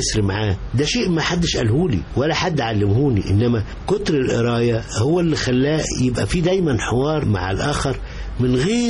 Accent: Egypt; كمصري أنا اللي أساس الكون

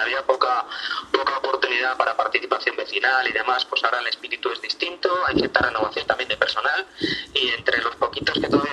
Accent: Madrid, Community of Madrid, Spain; somos de Aluche de toda la vida y hemos estado mucho tiempo en Carabanchel, pero en los últimos tiempos estamos aquí en Usera, aunque no estamos muy integrados, muy asentados, muy enraizados en el barrio y en el distrito

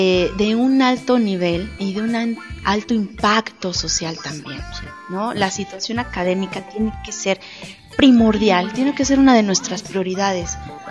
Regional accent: Irapuato, Guanajuato, Mexico; como irapuatenses, después como guanajuatenses, y por supuesto en este momento presente

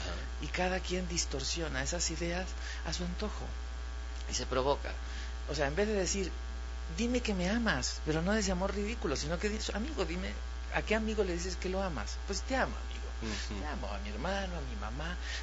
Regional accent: Yucatán, Mexico; also born or lived in Mexico City; now in Puebla, Mexico; Claro, yo soy yucateco chilangado y ahora poblano.

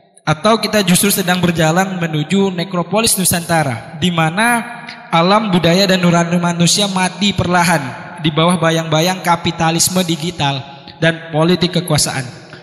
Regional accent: Riau Islands, Indonesia; now in Yogyakarta, Indonesia; Saya berasal dari Kepulauan Riau, ujung utara Indonesia. Saat ini saya sedang berdomisili di Yogyakarta, sedang melanjutkan pendidikan di UIN Sunan Kalijaga.

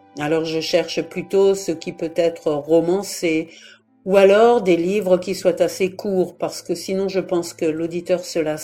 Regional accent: Strasbourg, Grand Est, France; born there; now in Brest, France; Je vis en Nord-Finistère, à Brest. Je suis née à Strasbourg, en Alsace, et je suis arrivée en Bretagne en 2006.

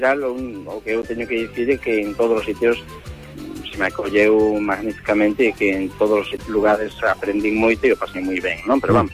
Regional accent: Poio, Galicia, Spain; eu son de Porto Santo, aquí de Pollo

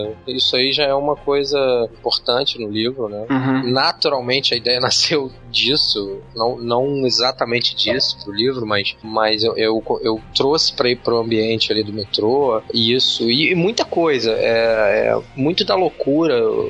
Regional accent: Rio de Janeiro, Brazil; eu nasci em Jacarepaguá, que é um bairro que na época que eu nasci em 76, era um bairro bem quase rural, né? Um bairro bem isolado. Eu cresci em casa, num condomínio fechado, assim, na beira da mata.

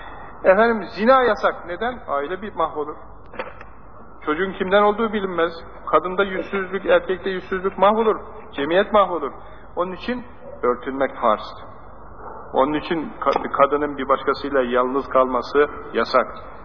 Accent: Ankara, Turkey; Ankaralıyız.

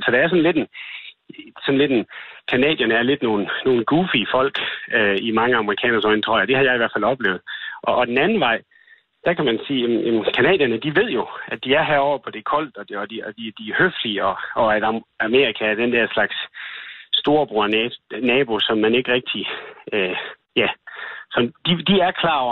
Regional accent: Canada; vi ved godt, når vi nævner, vi er fra Canada

